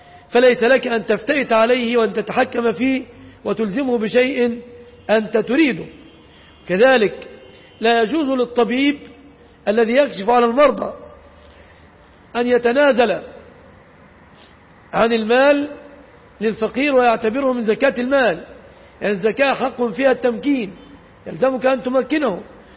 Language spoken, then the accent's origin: Arabic; Egypt; ليس في عرفنا كمصريين، لأن أغلب المصريين لا يمتلكون سيارة